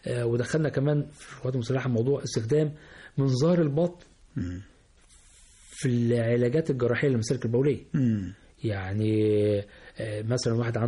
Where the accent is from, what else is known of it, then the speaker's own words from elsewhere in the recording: Egypt; الأورام عندنا في مصر يمكن في شوية منتشرة زيادة شوية عن عن المتوقع